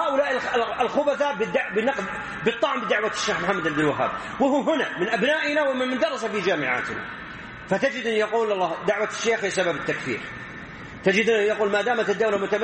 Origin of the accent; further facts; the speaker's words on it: Saudi Arabia; مثل واحد عندنا في السعودية